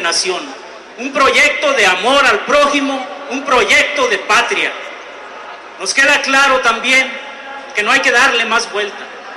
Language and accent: Spanish; San Luis Potosí, Mexico; vengo del estado de San Luis Potosí.